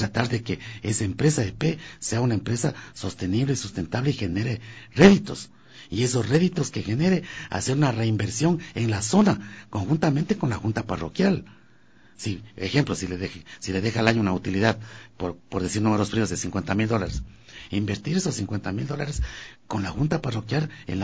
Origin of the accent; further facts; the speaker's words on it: Pastocalle, Cotopaxi, Ecuador; yo tuve la niñez más linda del mundo, crecí en el campo, En Pasto Calle usted ha hecho referencia y crecí con los animales, entre ellos los toros.